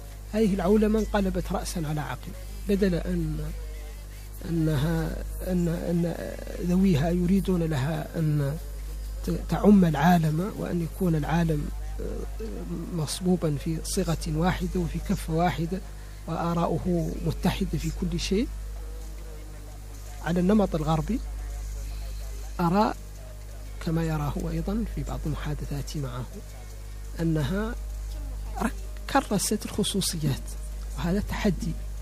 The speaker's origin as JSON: {"language": "Arabic", "country": "Mauritania", "said": "ولست جزائريا ولا سنغاليا، أنا موريتاني، أمثل نفسي وأمثل بلدي."}